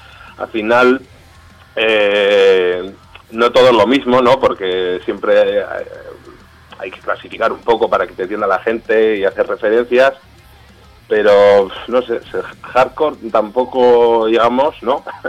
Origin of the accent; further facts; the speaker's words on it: Falces, Navarre, Spain; Yo soy de Falces, de otro pueblo que es vecino.